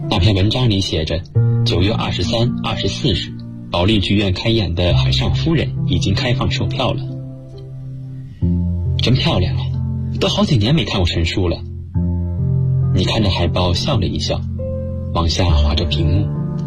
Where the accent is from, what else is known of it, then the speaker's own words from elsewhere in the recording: Yancheng, Jiangsu, China; now in Nanjing, China; 来自江苏盐城。我在南京大学，距离我的家乡246.3公里。